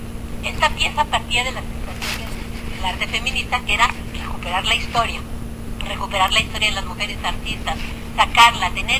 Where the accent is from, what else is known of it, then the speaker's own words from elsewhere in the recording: Mexico City, Mexico; Yo que soy niña popis del Pedregal